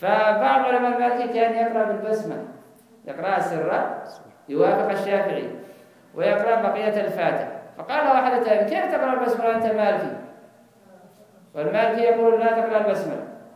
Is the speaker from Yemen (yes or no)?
yes; Yemen; لا هذا عندنا في اليمن